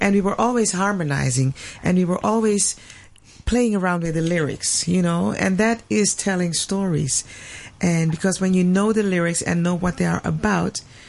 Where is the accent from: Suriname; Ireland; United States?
Suriname; now in Netherlands; I'm from Suriname, South America, and I live in Holland.